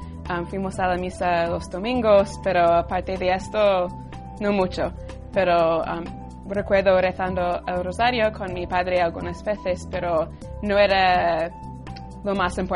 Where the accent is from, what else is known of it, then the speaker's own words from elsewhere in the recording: Tallahassee, Florida, United States; now in Rome, Italy; Soy de Tallahassee, Florida. Tengo 24 años.